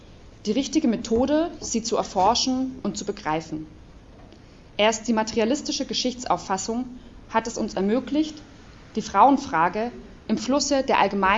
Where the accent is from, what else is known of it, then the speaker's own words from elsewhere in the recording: Leipzig, Saxony, Germany; ich komme aus Leipzig